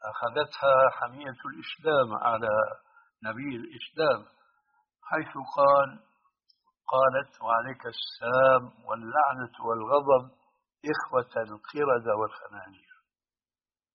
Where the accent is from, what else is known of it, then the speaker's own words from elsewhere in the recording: Syria; أنت الآن يعني كما يقولون عندنا في الشام نص الكلام ما عليه جواب